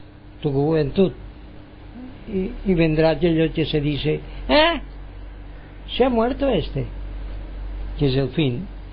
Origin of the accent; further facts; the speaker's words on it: Palma de Mallorca, Balearic Islands, Spain; Un saludo de mi parte desde Palma de Mallorca y las Baleares. España, quieren que seamos españoles, bueno, pues somos españoles. Bueno, yo no me siento tan español como dicen ellos, me siento más universal